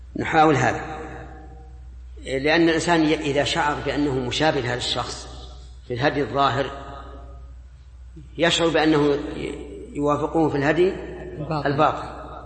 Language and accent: Arabic; Saudi Arabia; الان حتى عندنا في السعوديه